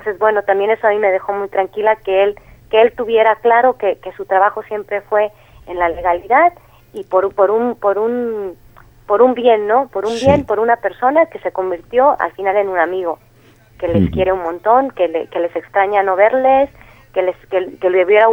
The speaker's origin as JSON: {"language": "Spanish", "country": "Mexico", "said": "Yo al final soy mexicana, o sea que yo antes lo veía todo desde fuera."}